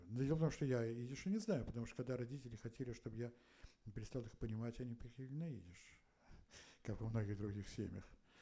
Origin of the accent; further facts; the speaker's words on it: Leningrad, Saint Petersburg, Russia; born there; я родился в Ленинграде. Но родители мои родились в Могилеве, многие в белорусском Могилеве. И многие поколения моих предков жили там.